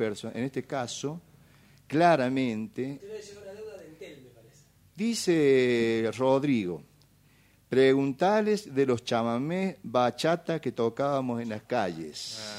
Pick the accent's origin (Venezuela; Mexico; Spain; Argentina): Argentina; Los Hornillos, Córdoba; un hombre de los antiguos habitantes de mi pueblo, de los Hornillos, vivía cruzando el arroyo.